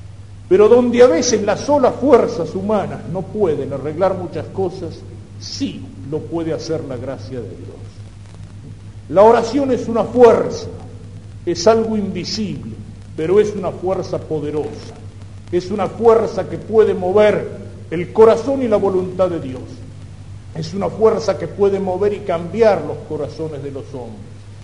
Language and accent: Spanish; Argentina; el hacernos tomar conciencia de nuestra responsabilidad como argentinos